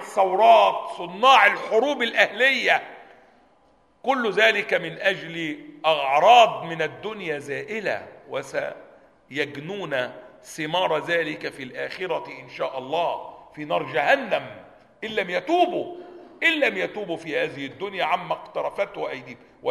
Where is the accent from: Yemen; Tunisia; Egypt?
Egypt; كانت جماعة عندنا في مصر